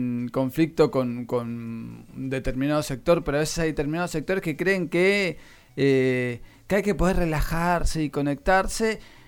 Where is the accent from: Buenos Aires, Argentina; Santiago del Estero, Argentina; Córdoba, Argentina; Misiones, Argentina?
Buenos Aires, Argentina; quienes venimos de Buenos Aires o quienes venimos de ciudades grandes